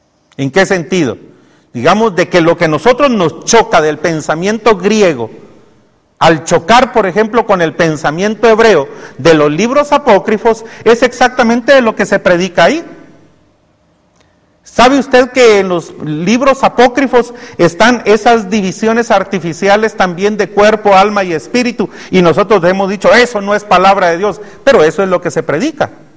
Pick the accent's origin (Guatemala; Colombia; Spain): Guatemala; nosotros como guatemaltecos y una parte de mexicanos y hondureños fuimos creados del maíz